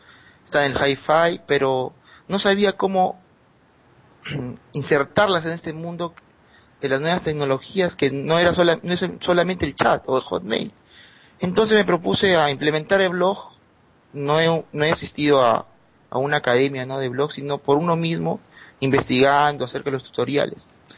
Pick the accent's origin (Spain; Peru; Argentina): Peru; Trujillo, La Libertad; soy de Trujillo, Perú. Bueno, es un distrito, ¿no? La región se llama La Libertad